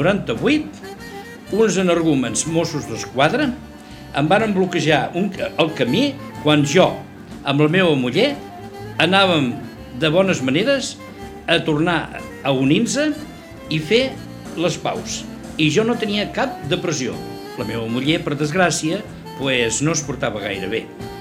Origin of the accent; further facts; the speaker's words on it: Catalonia, Spain; Catalán, sí, sí. De pura